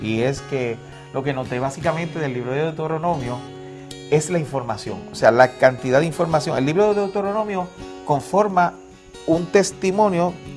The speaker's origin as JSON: {"language": "Spanish", "country": "Puerto Rico", "said": "Venimos desde la isla del Encanto, Puerto Rico, y queremos darte un saludo"}